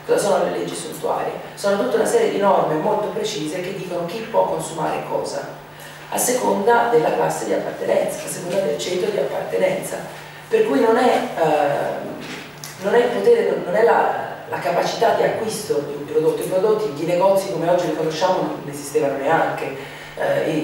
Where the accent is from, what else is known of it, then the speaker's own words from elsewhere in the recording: Florence, Tuscany, Italy; vengo dall'Università di Torino, ma in realtà sono di Firenze, come probabilmente sentirete.